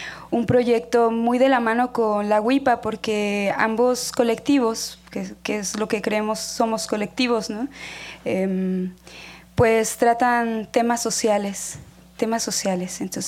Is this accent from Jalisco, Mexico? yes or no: no; Sinaloa, Mexico; yo soy de Sinaloa